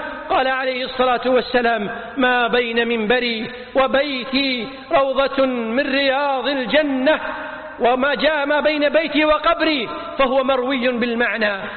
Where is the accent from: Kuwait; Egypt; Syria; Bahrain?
Kuwait; وأتمم لبلدتنا الكويت الأمن والأمان، واحفظها من كل شر وخذلان